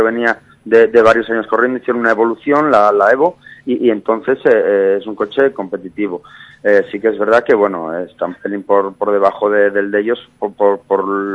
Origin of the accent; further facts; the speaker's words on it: Asturias, Spain; aunque bien decías que soy asturiano, pues un poco en casa, ya que vivo aquí